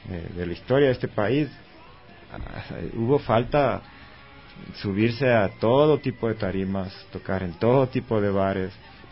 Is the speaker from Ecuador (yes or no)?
yes; Latacunga, Cotopaxi, Ecuador; gente de Cotopaxi, ¿no? Yo soy de la Tacunga.